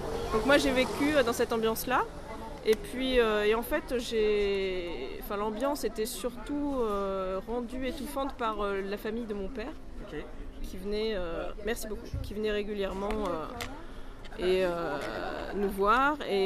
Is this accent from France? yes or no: yes; Antony, Île-de-France, France; also born or lived in Paris; ma mère a accouché dans un hôpital parisien. J'ai vécu jusqu'à l'adolescence dans une ville qui s'appelle Antony, qui est surtout célèbre pour son aéroport